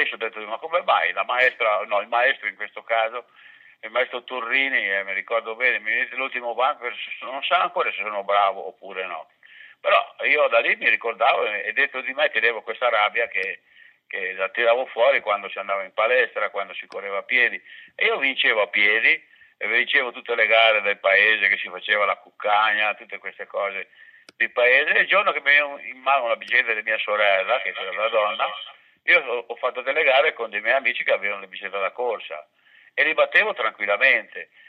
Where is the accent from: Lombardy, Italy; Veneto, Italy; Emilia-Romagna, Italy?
Veneto, Italy; Villafranca di Verona; born there; io sono appunto nato a Villafranca di Verona e da bambino ero nato contadino